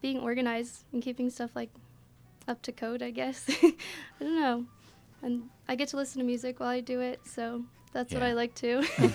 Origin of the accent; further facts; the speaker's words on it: Virginia, United States; And I'm from Northern Virginia, so I knew I wanted to stay, like, kind of close to home.